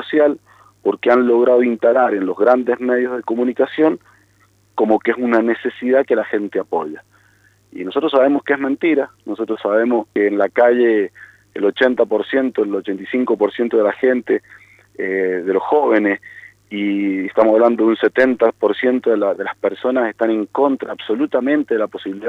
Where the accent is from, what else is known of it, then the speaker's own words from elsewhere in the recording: San Carlos, Mendoza, Argentina; Yo no creo que mi pueblo, yo soy de San Carlos, ¿no?